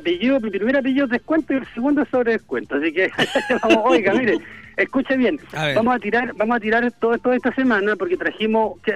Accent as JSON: {"language": "Spanish", "town": "Talca", "region": "Maule", "country": "Chile", "said": "nosotros no somos de Santiago, no somos de Arica, somos talquinos. Nosotros somos emprendedores talquinos"}